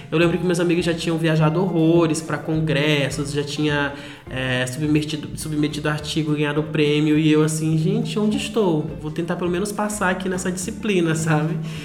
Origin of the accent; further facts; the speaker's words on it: Marabá, Pará, Brazil; até porque em Marabá eu tinha poucas opções